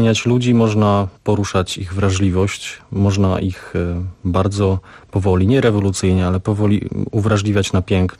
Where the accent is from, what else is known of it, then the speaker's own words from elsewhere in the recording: Subcarpathian Voivodeship, Poland; now in Kraków, Poland; Ja pochodzę z Podkarpacia, więc trudno, żebym powiedział o Krakowie jako o swojej ojczyźnie, ale w Krakowie mieszkam już ponad dekadę